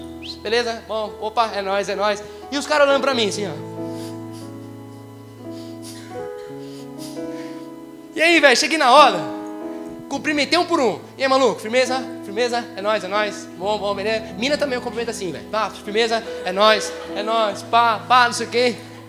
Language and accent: Portuguese; Paraíba, Brazil; eu sou paraibano